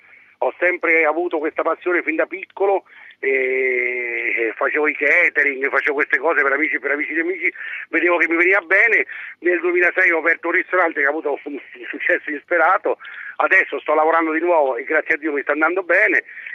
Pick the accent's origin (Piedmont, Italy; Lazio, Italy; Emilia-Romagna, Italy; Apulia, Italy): Lazio, Italy; Rome; born there; now in Umbria, Italy; sono umbro di adozione, romano di nascita